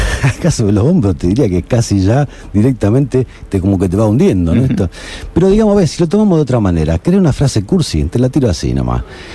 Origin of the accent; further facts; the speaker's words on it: Argentina; ¿viste cómo somos de Argentina?